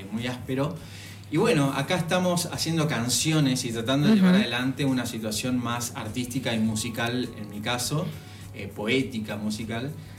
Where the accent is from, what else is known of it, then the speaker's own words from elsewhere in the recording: Oberá, Misiones, Argentina; yo soy de Misiones, de un lugar que se llama Oberá, una localidad, la segunda ciudad en cuanto a densidad de población y en cuanto a importancia.